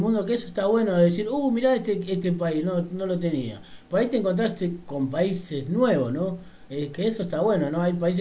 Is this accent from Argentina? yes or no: yes; Argentina; Como todo, así como todo argentino